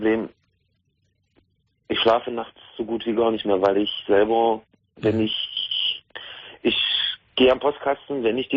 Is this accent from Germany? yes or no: yes; Magdeburg, Saxony-Anhalt, Germany; Ich komme aus Magdeburg.